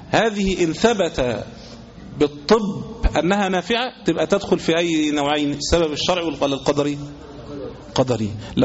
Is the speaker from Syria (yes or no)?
no; Egypt; زي مثلا عندنا في مصر كانوا عاملين التميمة حورس